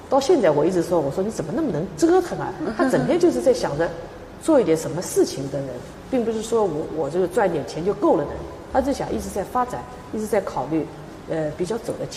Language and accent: Chinese; Shanghai, China; also born or lived in Japan; 因为上海有我土生土长的地方，而且有朋友有家人